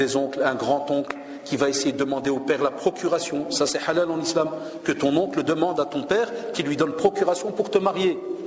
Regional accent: Belgium; Chez nous en Belgique, ils sont en train d'essayer de voter une loi pour que l'école soit obligatoire à 2 ans et demi

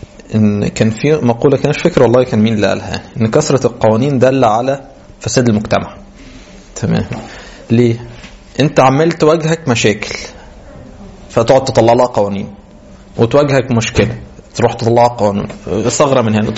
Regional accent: Egypt; مشتهر عندنا بينا كمصريين

